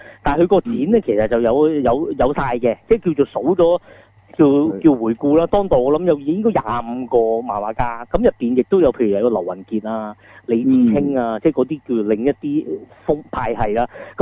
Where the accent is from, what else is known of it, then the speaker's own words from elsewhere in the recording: Hong Kong; 咁我哋香港人啊點去杭州都咁遠？